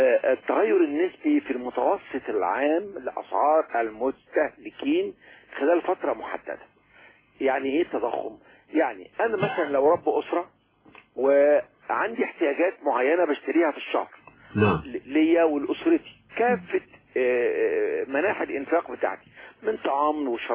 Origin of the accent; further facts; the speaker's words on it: Egypt; القسم الأول عندنا في مصر هو الطعام والشراب